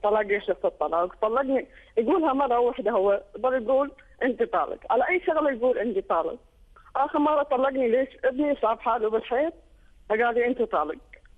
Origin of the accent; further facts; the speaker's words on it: Syria; لان انا من سوريا وانا فاشون لحاجي